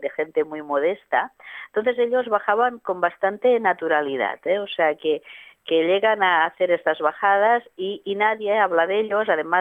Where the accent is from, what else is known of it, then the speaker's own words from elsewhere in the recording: L'Hospitalet de Llobregat, Catalonia, Spain; born there; en Hospitalet, que es también mi ciudad natal